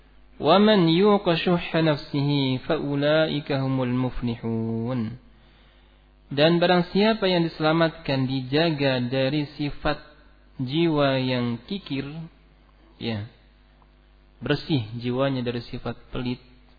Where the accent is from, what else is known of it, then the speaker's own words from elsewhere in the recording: West Java, Indonesia; Nah, sama, saya juga Sunda.